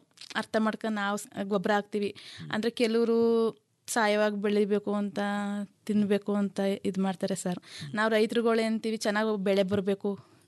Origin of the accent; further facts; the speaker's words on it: Adugur, Karnataka, India; ನಮ್ಮದು ಅಡುಗೂರು ಸರ್.